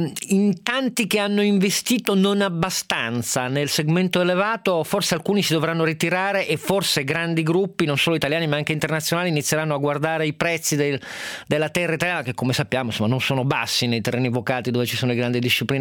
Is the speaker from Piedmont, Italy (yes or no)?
yes; Piedmont, Italy; adesso io sono piemontese